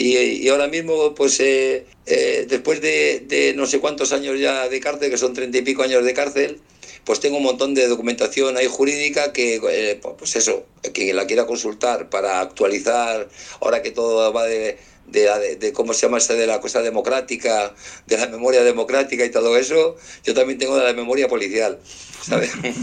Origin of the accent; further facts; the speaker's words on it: Spain; yo soy ciudadano español